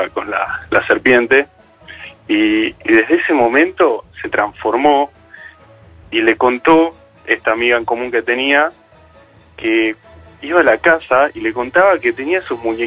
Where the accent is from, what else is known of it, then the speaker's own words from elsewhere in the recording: Buenos Aires, Argentina; No, desde que nací, colegiales, nada de Palermo, colegiales.